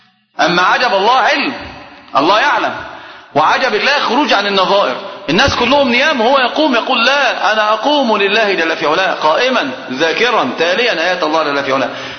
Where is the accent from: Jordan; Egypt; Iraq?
Egypt; حتى عندنا في مصر كلام عجيب جدا من أمثلة العامة